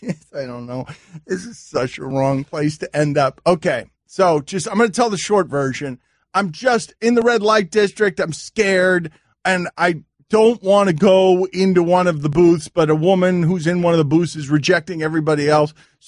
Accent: Miami, Florida, United States; because I'm from Miami, so she's like, Miami, aquarium.

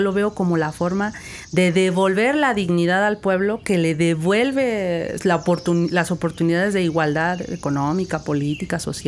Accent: Huasteca, Mexico; yo que crecí en la Huasteca, pues que pudiera haber educación en Tenec o en Náhuatl. Mi municipio se habla Tenec y Náhuatl

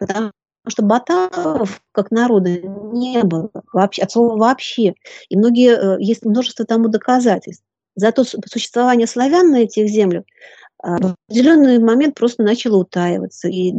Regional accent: Belarus; Я сама из Беларуси, заканчивала Белорусский государственный университет.

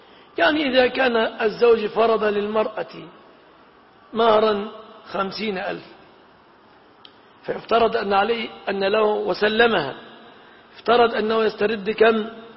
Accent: Egypt; وقد سبق أن المهر في بلادنا مصر يتمثل في هذه الأشياء 3 في الغالب

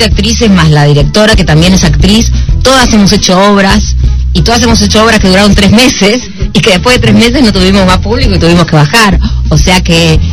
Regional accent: Buenos Aires, Argentina; yo soy de Mataderos, hace muchos años que no vengo.

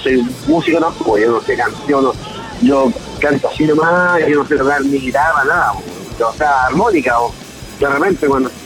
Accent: Pudahuel, Santiago Metropolitan Region, Chile; yo soy de Pudahuel, originalmente, ahora vivo en otra comuna.

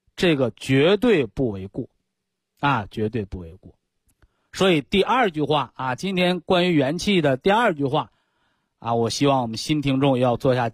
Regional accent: northern China, China; accent: Northern Chinese; 这是我们北方土话

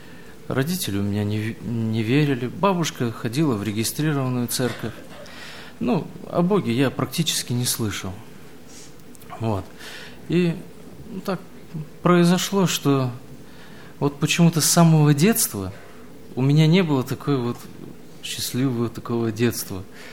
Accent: Dushanbe, Tajikistan; also born or lived in Samarkand, Uzbekistan / Naberezhnye Chelny, Russia; now in Russia; Родился я в Самарканде, это Узбекистан. Через несколько месяцев меня перевезли в Таджикистан, это город Душанбе. Прожил я там несколько лет, меня опять увезли уже в набережные Челны.

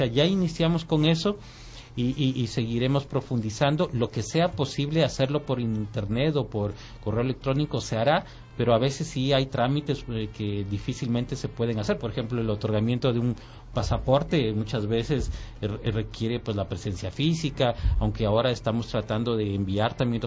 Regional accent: Ecuador; Pero no podemos nosotros como ecuatorianos actuar como árbitros

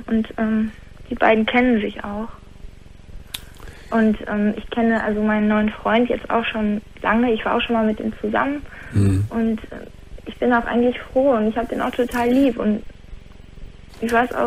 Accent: North Rhine-Westphalia, Germany; Nein. Absolut nicht. Ich komme aus dem Ruhrgebiet.

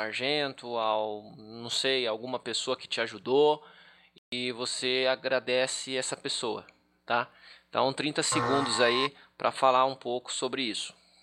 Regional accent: Brazil; Ele é de Portugal, nós somos brasileiros.

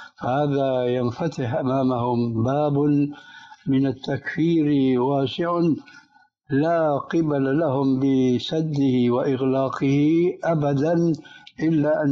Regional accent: Syria; فالآن كما يقولون أيضا عندنا في سوريا بساط أحمدي

